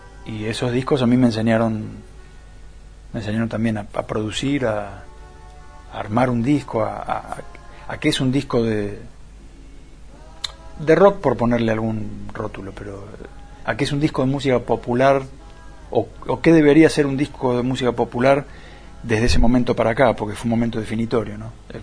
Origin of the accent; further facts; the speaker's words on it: Buenos Aires, Argentina; Y el Mono es de Villa Pueyrredón, yo soy de Liniers.